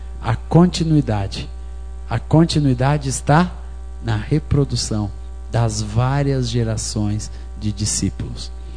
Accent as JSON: {"language": "Portuguese", "town": "Coronel Fabriciano", "region": "Minas Gerais", "country": "Brazil", "tie": "born or raised there", "said": "Hoje mesmo estava marcando lá um evento em Coronel Fabriciano, minha cidade natal."}